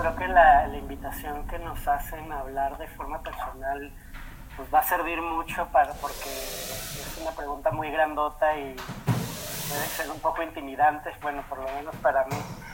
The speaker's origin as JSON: {"language": "Spanish", "town": "La Laguna", "country": "Mexico", "said": "Yo soy de La Laguna, que es esta zona que está entre Coahuila y Durango, en el norte de México."}